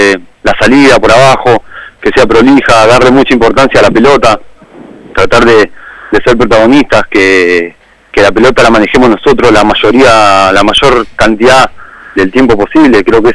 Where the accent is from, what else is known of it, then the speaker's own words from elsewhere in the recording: Rafael Castillo, Buenos Aires Province, Argentina; Yo soy de Rafael Castillo, Matanza.